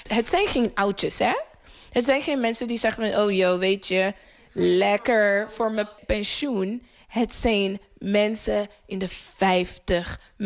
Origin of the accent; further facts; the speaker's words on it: Netherlands; En dat wij als Nederlanders in het algemeen dat mening delen van, oh ja, dat ging best fout.